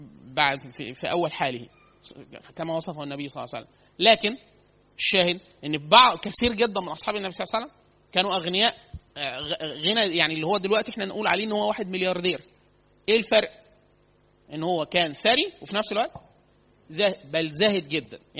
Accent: Upper Egypt, Egypt; إحنا عندنا في الصعيد كتير سوق الخضار، فسوق كبيرة جدا

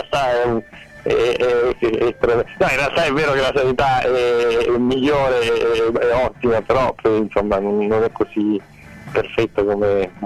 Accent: Palermo, Sicily, Italy; essendo palermitano faccio fatica a sentire quella che di fuori che parla in palermitano

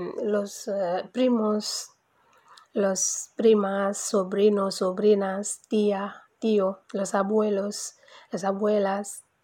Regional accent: Senegal; soy senegalesa. En mi país la familia es esencial.

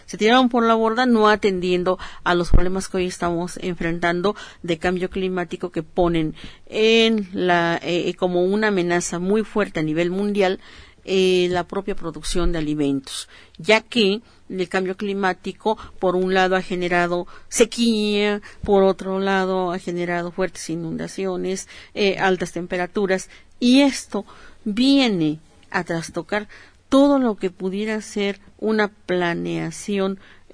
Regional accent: Mexico; nosotros como los mexicanos

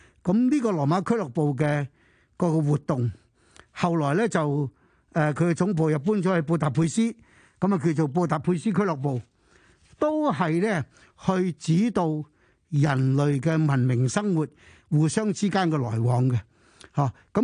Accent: China; 喺我哋過去一千年啊不斷教導我哋中國人沉澱呢個文化呢係幾咁重要

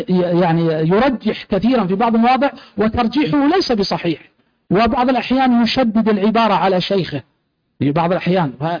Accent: Riyadh, Riyadh Province, Saudi Arabia; سجلت رسالة ماجستير عندنا في جامعة الأميرة نورة عندنا في الرياض

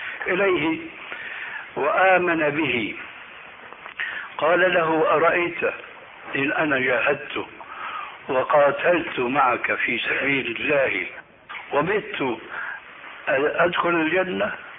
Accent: Damascus, Damascus Governorate, Syria; عندنا في دمشق

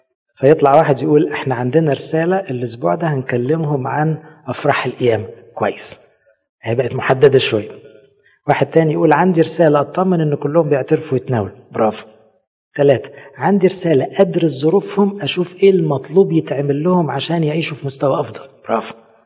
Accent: Egypt; واحنا مصريين برضو

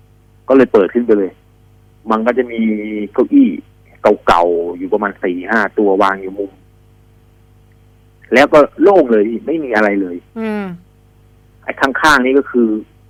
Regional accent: Aranyaprathet, Sa Kaeo, Thailand; ผมเป็นคนบ้านนอกผมเป็นคนจังหวัดสระแก้วอำเภออรัญญประเทศนี่แหละ

